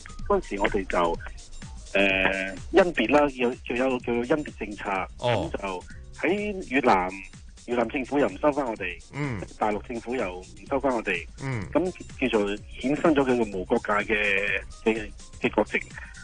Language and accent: Cantonese; China; 其实我咧就因为我身份有啲奇怪嘅，咁虽然我系越南华侨，但系。我喺內地住嘅嗰個地方咧，係客家嘅地方嚟嘅。